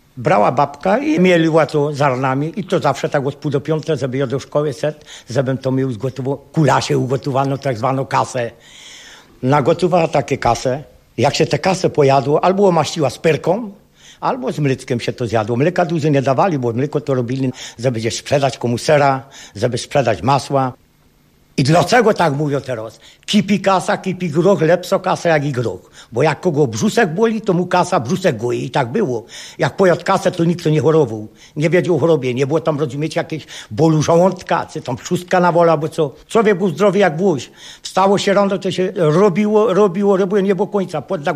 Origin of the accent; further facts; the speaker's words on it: Brzyna, Lesser Poland, Poland; Pochodzę ze wsi Brzyna, no ale jestem strasznie związany z tą Łowicą temu.